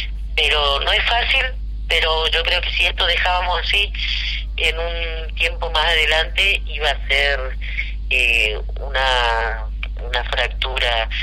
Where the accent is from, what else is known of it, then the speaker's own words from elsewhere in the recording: Corrientes, Argentina; yo vengo de Corrientes, donde toda la vida gobernaron los conservadores, entonces tengo un perfil de oposición